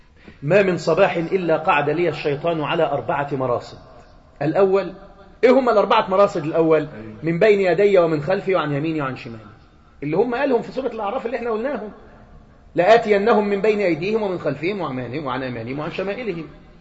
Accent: Egypt; زي مثلا عندنا في مصر حاجة اسمها

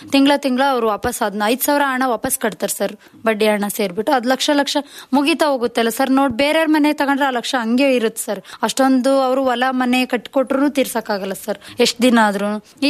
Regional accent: Bidrikere, Karnataka, India; 100+ ಸಂಘ ಇದಾವ್ ಸರ್ ನಮ್ ಬಿದ್ರಿಕೆರೆಯಲ್ಲಿ. ಸಂಘದಿಂದನೇ ನಮ್ಮೂರಲ್ಲಿ ಎಷ್ಟೋ ಜನ ಚೆನ್ನಾಗಾಗಿದ್ದಾರೆ.

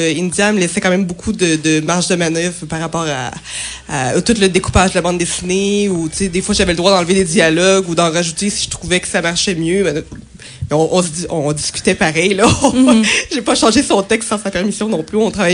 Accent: Quebec City, Quebec, Canada; Ben moi, je suis née ici, donc c'est sûr que c'est ma ville natale et je l'aime d'amour.

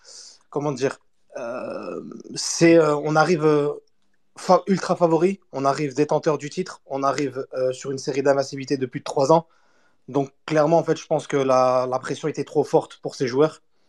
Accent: Lille, Hauts-de-France, France; Je suis lillois. Et je suis algérien

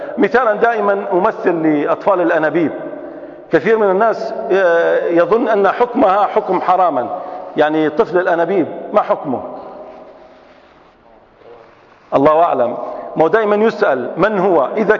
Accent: Libya; احنا عندنا في ليبيا صيغة لقيتها في الأوقاف

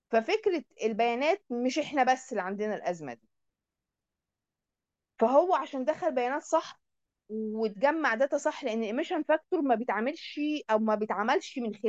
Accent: Egypt; وبالتالي بقى في عندنا في مصر الحمد لله جهه بتمنح الكلام ده

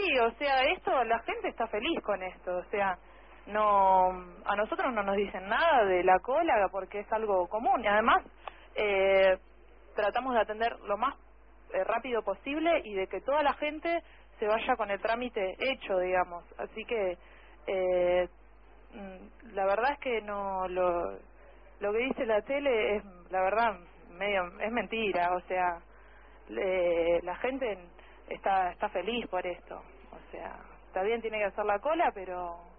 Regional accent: Argentina; Somos argentinos y tenemos derecho a trabajar

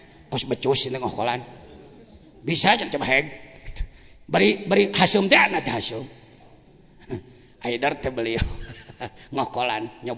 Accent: Sukabumi, West Java, Indonesia; Nah, saya dari Sukabumi

